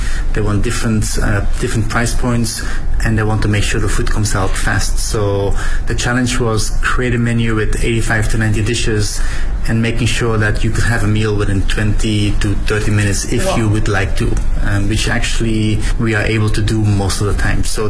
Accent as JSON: {"language": "English", "country": "Belgium", "said": "I'm from Belgium"}